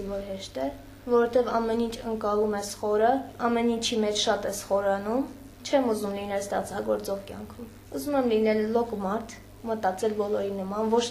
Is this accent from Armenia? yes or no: no; Nagorno-Karabakh, Azerbaijan; Լոկ մարդ եւ լոկ հայ, լոկ արցախցի։